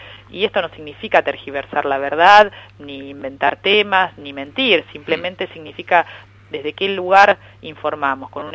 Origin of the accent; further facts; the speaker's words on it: Lomas de Zamora, Buenos Aires Province, Argentina; Soy oriunda de Lomas de Zamora, en el sur del conurbano bonaerense